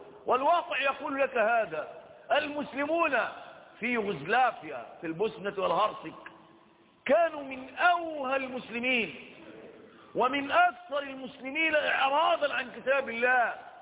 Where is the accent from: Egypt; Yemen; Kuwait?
Egypt; وأيضا عندنا في مصر لما قامت هذه الحملات